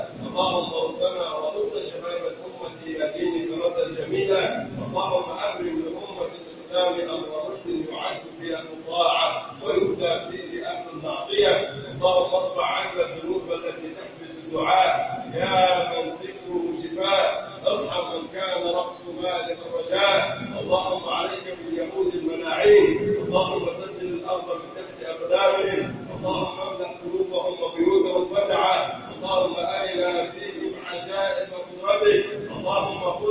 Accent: Egypt; من أرادنا أراد بلدنا مصر بخير وفقه لكل خير

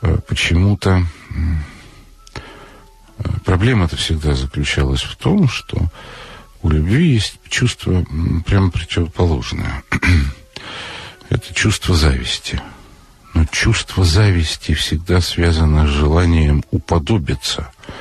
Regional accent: Moscow, Russia; И Вольф москвич, и я москвич.

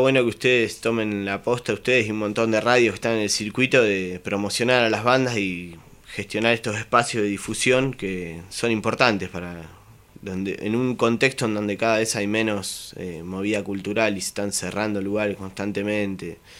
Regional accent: Magdalena, Buenos Aires Province, Argentina; moved away; sí, estoy con unos chicos allá en Magdalena, estamos ensayando, yo soy de allá, vivo acá hace tiempo igual.

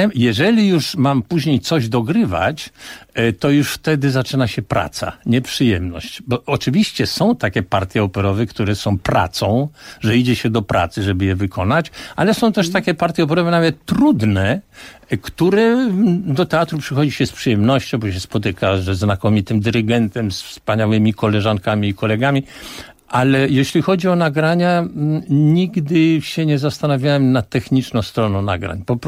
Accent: Warsaw, Masovian Voivodeship, Poland; Ja się urodziłem na Pradze warszawskiej. Z jednej strony to było bardzo źle, z drugiej strony bardzo dobrze

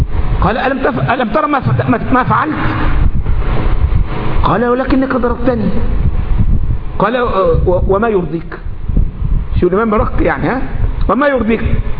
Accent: Egypt; من متقني القراءات عندنا في مصر

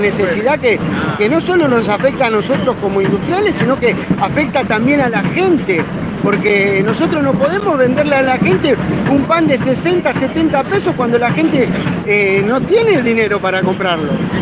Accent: Almirante Brown, Buenos Aires Province, Argentina; soy panadero de Almirante Brown.

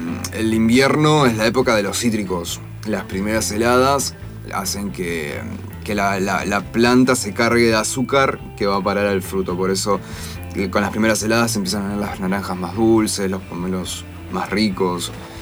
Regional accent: Argentina; Somos argentinos y porque somos conocidos en el mundo.

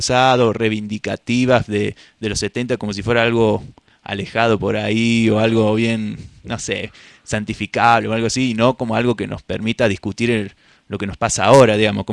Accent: Córdoba, Argentina; Yo que vengo de la ciudad de Córdoba

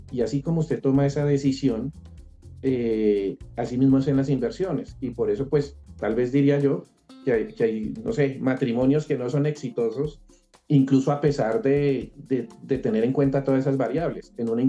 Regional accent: Colombia; como los colombianos dejamos el recibo para pagar a última hora

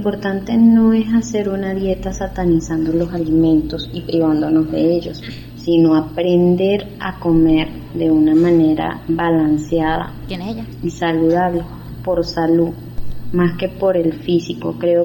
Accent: Venezuela; now in Colombia; soy venezolana y vivo actualmente en Colombia.

